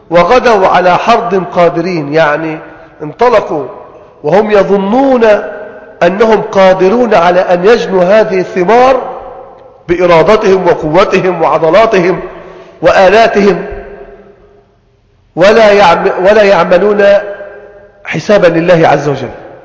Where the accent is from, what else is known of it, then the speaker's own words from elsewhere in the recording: Egypt; يعني عندنا في مصر هنا مثلا ثمرة الطماطم دائما ممكن تأتي في اوقات تنعدم.